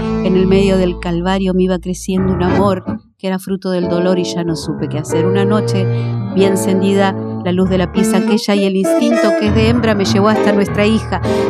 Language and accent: Spanish; Valentín Alsina, Buenos Aires Province, Argentina; Yo soy de Valentín Alsina, un barrio sencillo. Uh-huh. Humilde